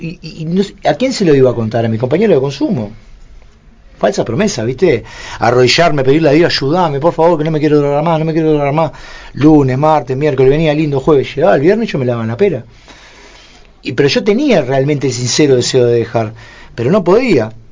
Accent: Montevideo, Uruguay; yo soy era un pibe nacido y criado en Pocito, Montevideo, ¿no? La UNI Julio César, una zona 1 Montevideo, re lindo

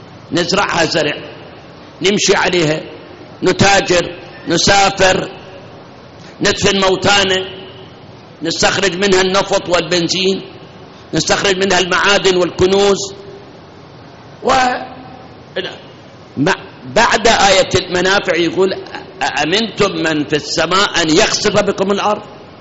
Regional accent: Iraq; من التمر عندنا بالعراق بس

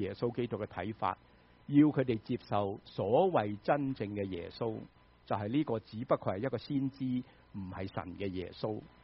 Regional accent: United States; 我们美国人就最认识交税了，是吗？

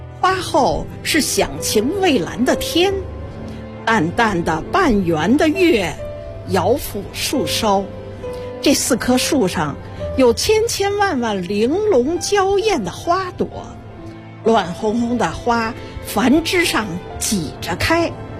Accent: Beijing, China; 从小生活在北京

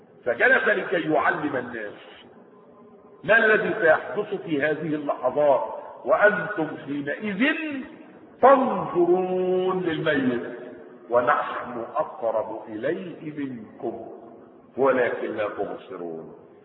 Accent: Egypt; بتاع الكرب اللي ماشي عندنا في مصر

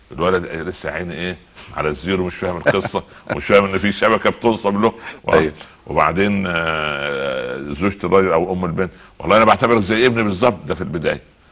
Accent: Egypt; يعني اضرب مثال تعودنا عليه كمصريين وعرب

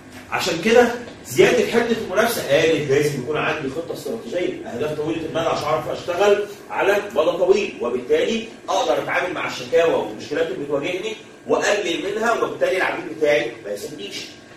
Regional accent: Egypt; واحنا كمصر يعني انت احنا كمصريين وكعرب من اكتر الحاجات اللي بتزعلنا ان احنا مش مستثمرين

